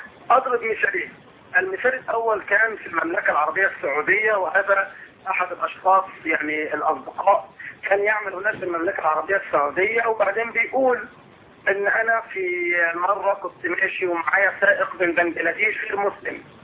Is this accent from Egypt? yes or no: yes; Egypt